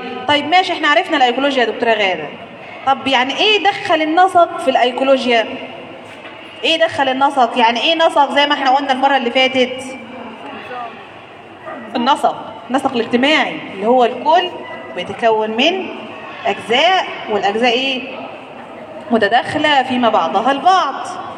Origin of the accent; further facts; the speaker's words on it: Mallawi, Minya Governorate, Egypt; now in Asyut, Egypt; لكن انا اصلا مش من اسيوط، يعني انا اصلا من ملوي. لكن انا دلوقتي بقيت قاعد في محافظه اسيوط وشغلي في اسيوط وفي كليتي.